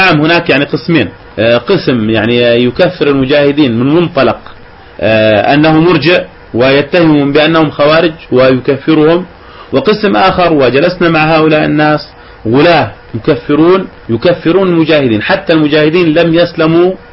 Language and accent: Arabic; Jordan; عندنا في الأردن وبفضل الله عز وجل مجموعة وبالذات في منطقة إربد